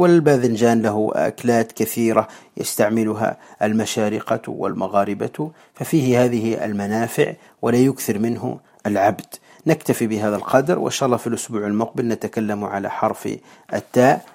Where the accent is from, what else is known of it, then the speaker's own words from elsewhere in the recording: Tunisia; وعندنا في تونس نسميها الفاجل